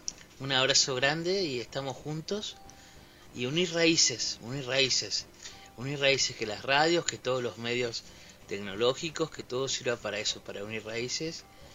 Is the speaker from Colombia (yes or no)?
no; Patagonia, Argentina; Yo soy originario de Patagonia también.